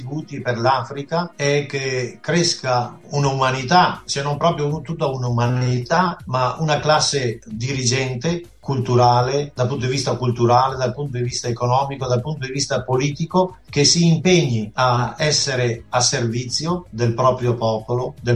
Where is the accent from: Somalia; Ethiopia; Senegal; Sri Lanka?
Somalia; Italian is a second language; siccome vengo dalla Somalia dove ho imparato il somalo